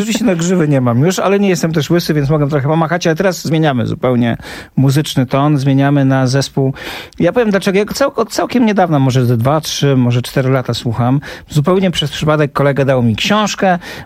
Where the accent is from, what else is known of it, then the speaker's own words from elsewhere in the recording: Warsaw, Masovian Voivodeship, Poland; ja jestem z Warszawy. Jestem dokładnie z osiedla za Żelazną Bramą, co oznacza ni mniej, ni więcej, tylko że jestem z miejsca, w którym tuż nieopodal do tej pory są ślady getta.